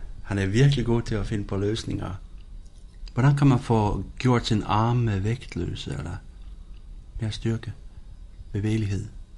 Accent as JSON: {"language": "Danish", "country": "Finland", "lives_now": "Denmark", "said": "og jeg kommer fra Finland"}